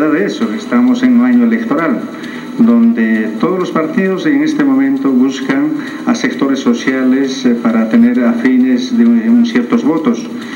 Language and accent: Spanish; Potosí, Bolivia; soy potosino, soy del norte de Potosí